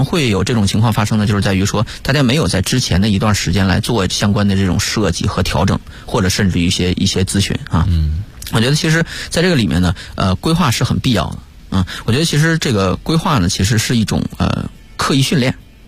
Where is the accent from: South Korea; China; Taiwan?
China; Northeast China; 我是东北人哈